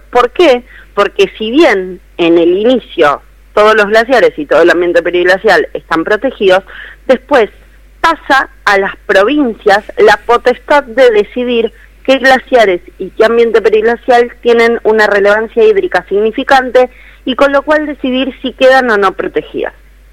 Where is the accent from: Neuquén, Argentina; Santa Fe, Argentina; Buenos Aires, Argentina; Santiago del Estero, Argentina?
Buenos Aires, Argentina; porque yo, por ejemplo, soy de la Ciudad Autónoma de Buenos Aires